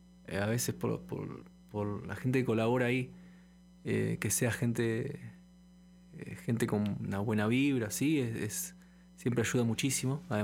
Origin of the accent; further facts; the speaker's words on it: Buenos Aires, Argentina; Sí, Buenos Aires.